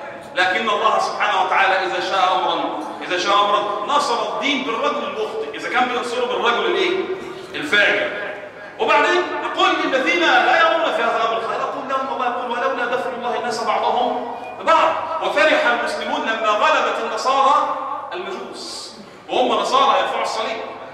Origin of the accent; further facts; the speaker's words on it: Egypt; مش عايز اقول كمصريين